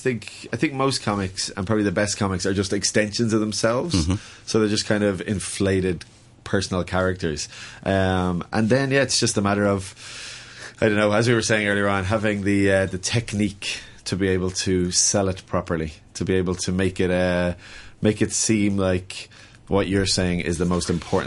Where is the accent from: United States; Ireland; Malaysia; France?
Ireland; the problem is, as an Irish comic, is we're all known as story comics.